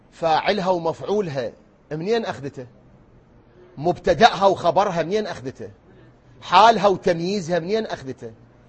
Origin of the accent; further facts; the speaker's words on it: Iraq; بلدنا الحبيب الغالي بلدنا العراق اللي نبكي عليه